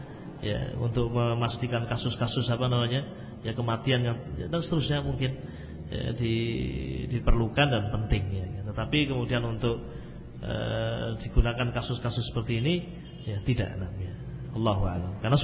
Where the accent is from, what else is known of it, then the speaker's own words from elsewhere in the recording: Java, Indonesia; Mungkin saja saya orang Jawa